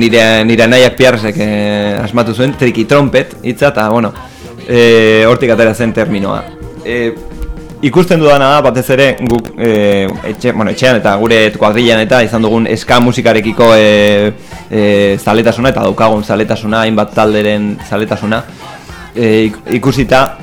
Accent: Basque Country, Spain; born there; azkenean Euskal Herrian jaio gara

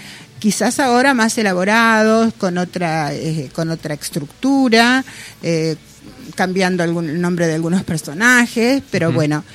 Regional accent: Colón, Argentina; Los que somos de acá de Colón, todos sabemos

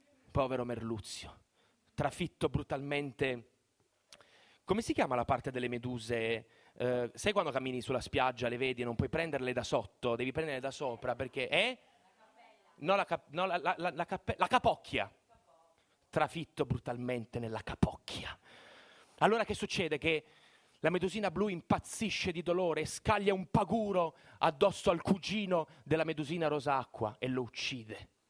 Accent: Bari, Apulia, Italy; appena io dico a un non pugliese che sono di Bari

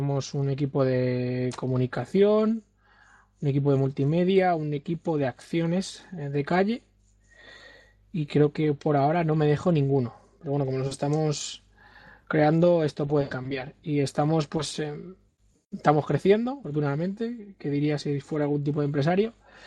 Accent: Madrid, Community of Madrid, Spain; de Madrid. Soy uno de los coordinadores o co-coordinador.

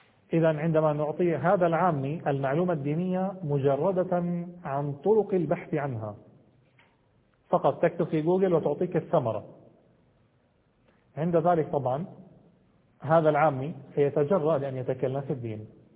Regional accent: Jordan; مثلا في بلادي أنا جئت من الأردن

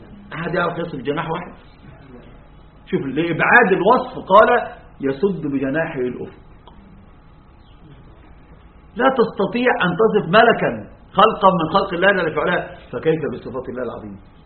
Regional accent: Egypt; أما المماثلة الجميع عندنا في مصر،

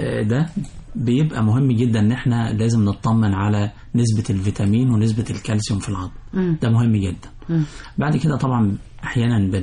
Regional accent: Egypt; احنا بنحب كمصريين بنحب الحادق جدا

